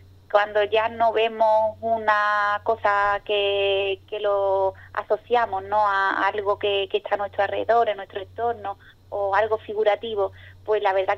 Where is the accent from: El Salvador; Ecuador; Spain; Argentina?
Spain; Ubrique, Andalusia; ya hacía tiempo que no exponía aquí en mi pueblo, y la verdad que me apetecía el poder expresar y que vieran pues todo lo que estoy haciendo. Y nada, pues me decidí. Y en este mes de noviembre todos los ubriqueños van a poder disfrutar de mi obra.